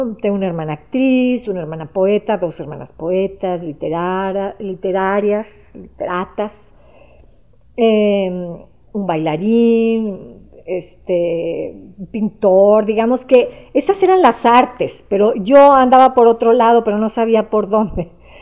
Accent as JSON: {"language": "Spanish", "country": "Mexico", "tie": "born there", "said": "nací aquí en México"}